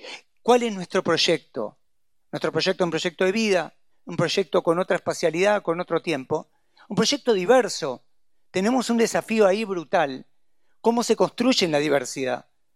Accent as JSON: {"language": "Spanish", "region": "Buenos Aires", "country": "Argentina", "said": "Yo soy porteño y quiero una Buenos Aires vivible."}